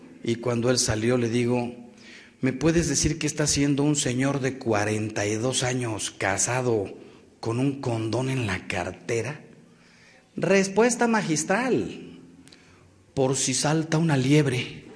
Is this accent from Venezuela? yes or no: no; Mexico; los que salimos ganando somos los mexicanos.